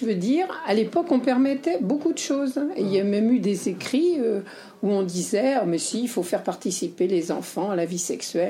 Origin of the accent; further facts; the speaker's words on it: West, France; je suis de l'Ouest, donc il y a beaucoup de, d'écoles catholiques.